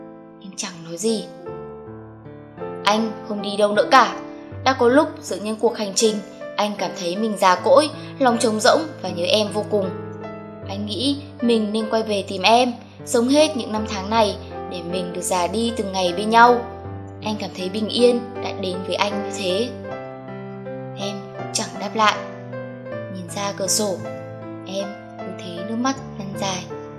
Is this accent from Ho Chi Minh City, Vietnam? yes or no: yes; Saigon, Ho Chi Minh City, Vietnam; born there; accent: Southern Vietnamese; Quê tôi là ở Hà Nội, nhưng tôi sinh ra ở Sài Gòn. Cả gia đình tôi nói tiếng Bắc, chỉ mình tôi trơ trọi nói tiếng Nam.